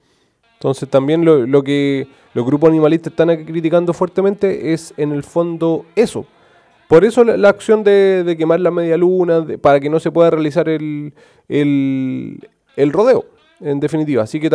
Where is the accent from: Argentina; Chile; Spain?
Chile; lo como somos como sociedad chilena